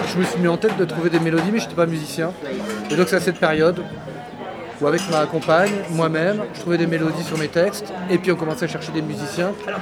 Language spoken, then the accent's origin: French; Sebourg, Hauts-de-France, France; Donc j'allais à l'école municipale de mon village. J'ai grandi à Sebourg, dans le nord de la France.